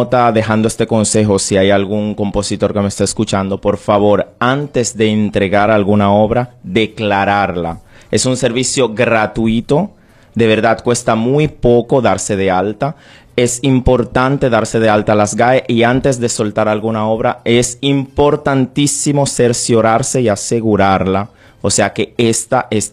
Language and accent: Spanish; Switzerland; En mi caso, que soy originario de Suiza, declaro también en Suiza